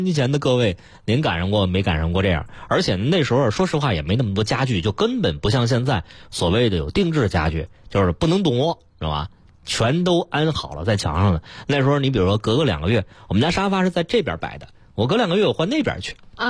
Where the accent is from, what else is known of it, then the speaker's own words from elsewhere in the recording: Beijing, China; 我是在北京长大，然后我们家这个姥姥姥爷家、爷爷奶奶家其实都是那种所谓的大杂院啊，一块来住。